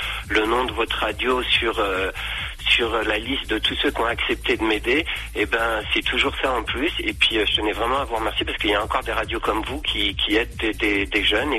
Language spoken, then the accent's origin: French; Lourdes, Occitanie, France; Moi je suis de Lourdes.